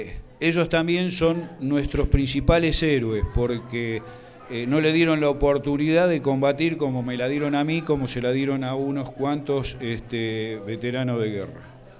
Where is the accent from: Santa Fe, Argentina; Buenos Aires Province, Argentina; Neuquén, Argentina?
Buenos Aires Province, Argentina; Boulogne; Yo soy de acá de Boulogne, nacido, criado y salí de acá de Boulogne hacia Malvinas.